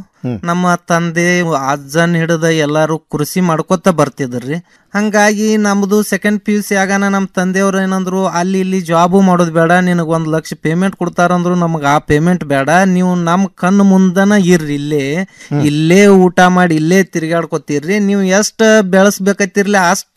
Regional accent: Mudhol, Karnataka, India; now in Dharwad, India; ನಾವು ಈಗ ಮುದೋಳದವ್ರು ಈಗ ಧಾರವಾಡದಾಗ ಬಂದ್ ಸಟ್ ಹಾಕಿವ್

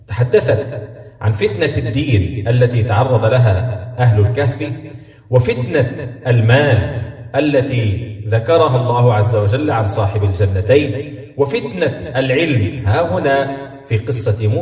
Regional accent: Egypt; لأن احنا عندنا في مصر الحوت ده بيطلق على الحوت الكبير خاصة

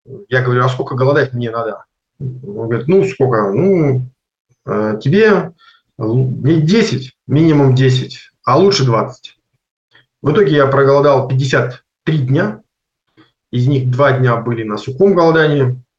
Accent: Konstantinovsk, Rostov Oblast, Russia; А сам я из Ростовской области, город Константиновск.

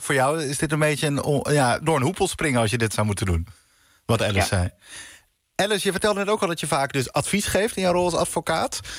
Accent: Netherlands; En ik ben Nederlander, ik ben hier geboren.

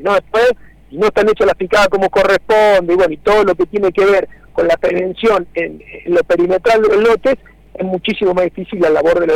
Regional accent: Marcos Juárez, Córdoba, Argentina; Yo soy de Marco Juárez.

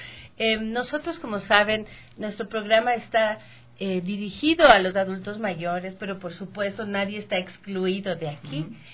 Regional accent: Ecuador; yo soy bien ecuatoriana y conozco cómo somos

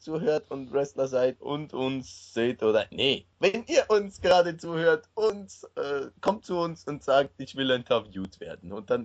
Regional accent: Switzerland; also ich kenne bis jetzt nur das Training, wie es bei uns in der Schweiz ist

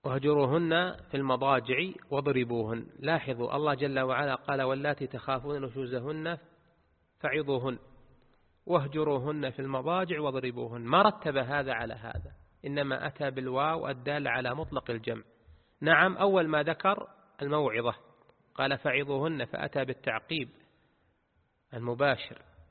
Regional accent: Saudi Arabia; كان قاضيا في ناحية من النواحي في بلدنا المملكة العربية السعودية

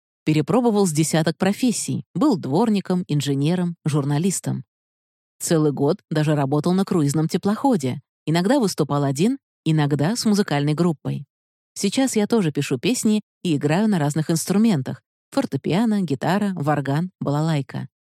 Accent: Saint Petersburg, Russia; Я из Петербурга, волонтер-фандрайзер фонда «Вера».

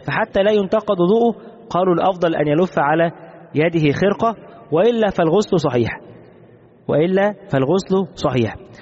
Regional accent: Egypt; كما هو الشائع عندنا في مصر

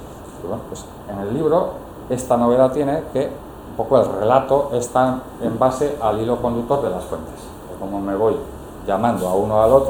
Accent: Bilbao, Basque Country, Spain; yo soy mi bilbaína

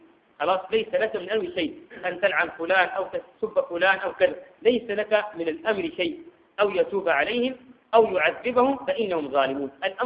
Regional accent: Sudan; عندنا في السودان هنا

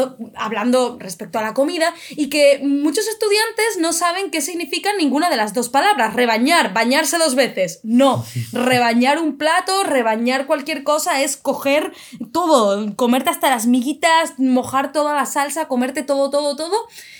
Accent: Spain; a vosotros, que sois extranjeros, y a nosotros, que somos españoles

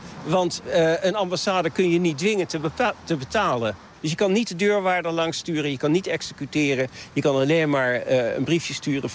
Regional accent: The Hague, South Holland, Netherlands; Ik woon er niet naast, maar ik ben een Hagenaar.

